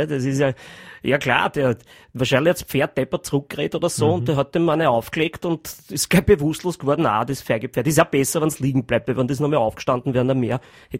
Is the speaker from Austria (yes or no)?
yes; Vienna, Austria; ich komme aus einer ziemlich harten Familie, ja, das darf ich ruhig sagen, ich komme aus Favoriten, der klassische Arbeiterbezirk